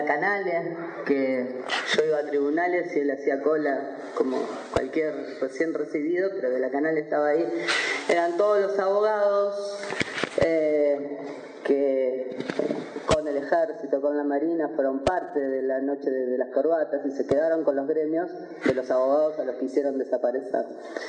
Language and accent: Spanish; Mar del Plata, Buenos Aires Province, Argentina; yo no soy platense, pero sí soy marplatense